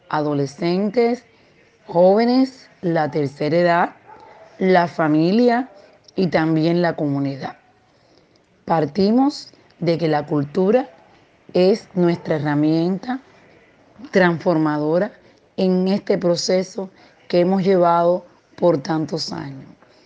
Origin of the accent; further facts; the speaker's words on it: Cuba; soy de Cuba